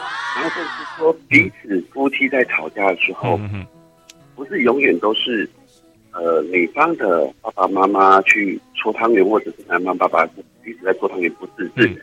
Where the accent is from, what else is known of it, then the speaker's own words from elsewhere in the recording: Tainan, Taiwan; 我是台南的